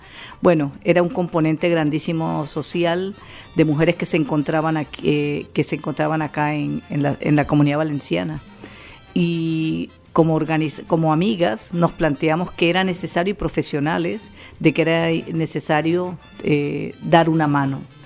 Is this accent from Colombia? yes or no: yes; Barranquilla, Atlántico, Colombia; also born or lived in Santa Lucía; now in Spain; Un pueblo del departamento del Atlántico que se llama Santa Lucía. Bueno, nací ahí, pero toda mi vida he vivido en Barranquilla.